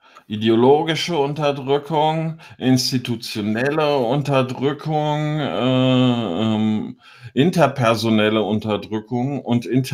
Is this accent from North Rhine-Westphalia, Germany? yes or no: no; Biedenkopf, Hesse, Germany; Und ich komme aus Biedenkopf in Hessen.